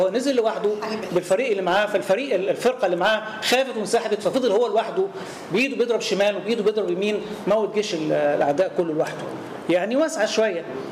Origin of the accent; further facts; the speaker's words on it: Faiyum Governorate, Egypt; زي بالظبط عندنا في الفيوم بحر يوسف